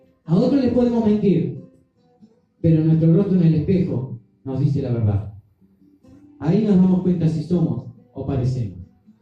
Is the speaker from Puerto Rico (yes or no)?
no; Uruguay; Nosotros somos uruguayos. Aquí, en nuestro país, hay mucha gente que no es uruguaya.